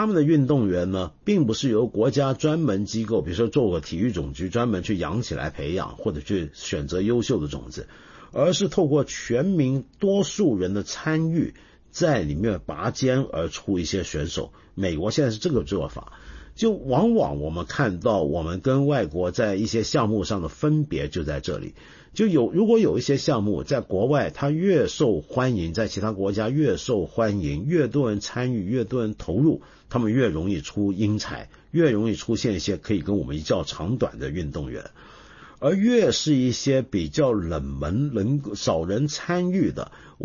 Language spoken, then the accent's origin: Chinese; China; 所以我们中国人如果肯吃力、花力气去游的话，我们是能够出现我们这么好的成绩的